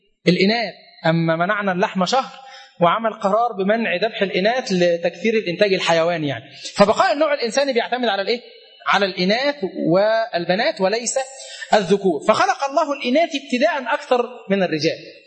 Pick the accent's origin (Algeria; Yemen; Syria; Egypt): Egypt; فقلت له أغينو قبتيانو أنا مصري